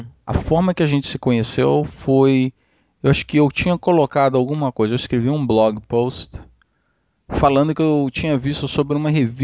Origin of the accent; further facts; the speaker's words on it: Brazil; me lembra a minha infância no Brasil.